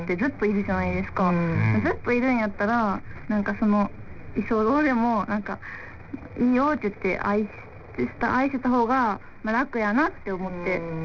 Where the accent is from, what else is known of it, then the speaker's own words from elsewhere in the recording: Osaka, Japan; 大阪、地元大阪なんですけど、はいはい、大阪に帰りたいってめっちゃ思って